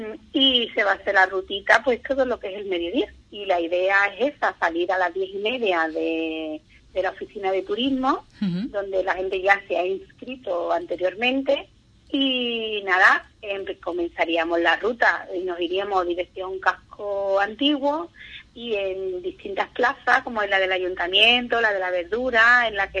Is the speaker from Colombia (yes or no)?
no; Andalusia, Spain; somos los andaluces, nos gusta mucho la cerveza